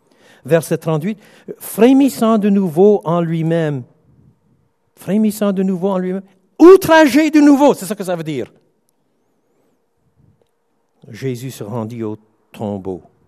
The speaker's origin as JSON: {"language": "French", "region": "Quebec", "country": "Canada", "said": "Maintenant, je suis Québécois. J'ai un peu les deux."}